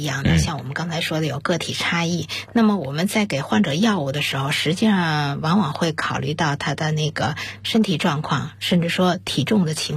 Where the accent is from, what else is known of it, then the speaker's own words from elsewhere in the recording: China; 像我们中国人大概占到50%左右